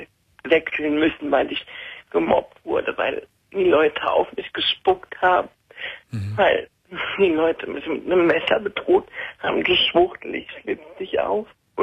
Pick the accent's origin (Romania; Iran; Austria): Iran; now in Germany; Wir sind Iraner, also ich bin Iranerin und obwohl meine Mutter jetzt keine strenge Muslimin ist